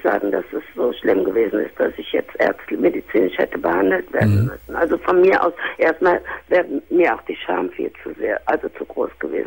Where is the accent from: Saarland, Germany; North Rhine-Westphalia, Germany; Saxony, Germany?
North Rhine-Westphalia, Germany; Cologne; moved away as an adult; now in Hamburg, Germany; also ich komme auch aus Köln, ich sage das jetzt mal. Mhm. Und ich bin aber, als mein Sohn 13 war, bin ich nach Hamburg gezogen.